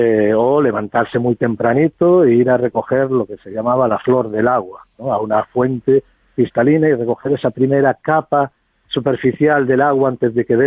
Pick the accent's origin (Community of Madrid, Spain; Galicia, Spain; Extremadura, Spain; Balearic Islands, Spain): Galicia, Spain; Vigo; born there; Yo recuerdo, yo nací en Vigo, en mi barrio